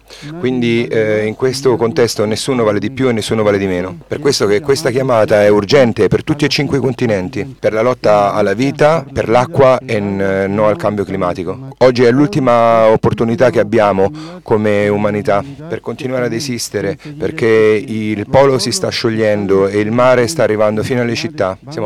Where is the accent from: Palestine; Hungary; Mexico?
Mexico; Oaxaca; stiamo resistendo nella regione da cui vengo, quella dell'Istmo